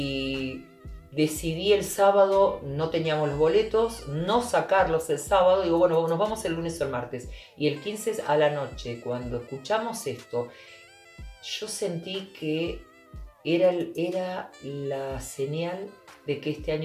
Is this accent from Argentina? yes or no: yes; Buenos Aires, Argentina; Yo nací en Once, soy bien porteña, porteña. Pero mi sangre es Tucumán.